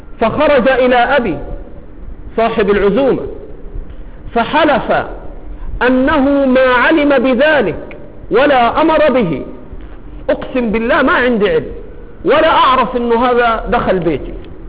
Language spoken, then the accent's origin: Arabic; Egypt; accent: Egyptian; طاهر ولد من ولاده على لهجتنا المصرية.